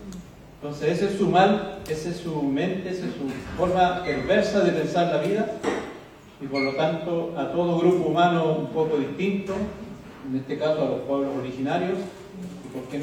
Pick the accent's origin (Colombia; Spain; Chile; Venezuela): Chile; Mehuín, Los Ríos; vengo de los territorios de Mewin y todas las comunidades tlaxquenches que allí habitamos.